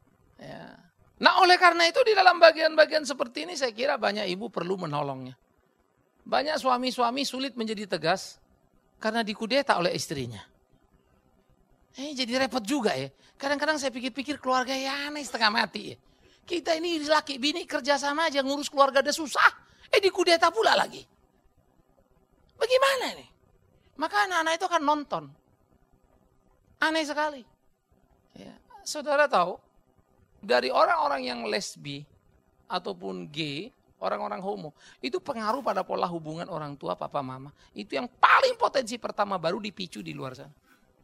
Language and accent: Indonesian; Sumatra, Indonesia; Saya orang dari Sumatera, saudara.